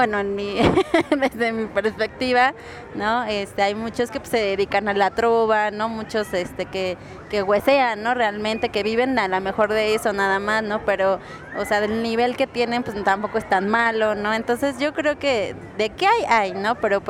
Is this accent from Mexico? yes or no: yes; Amecameca, State of Mexico, Mexico; also born or lived in Toluca / Chalco; yo digo que soy de Ameca porque en realidad he vivido más tiempo ahí que en cualquier otro lugar, ¿no? También viví en Toluca, porque mis padres pues son separados